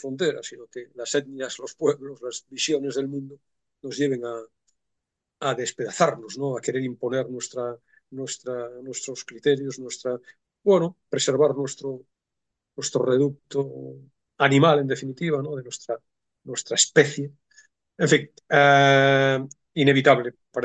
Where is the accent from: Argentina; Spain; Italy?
Spain; Galicia; Sin desmerecer a Galicia, porque yo soy gallego y Galicia es muy oeste, hay que decir.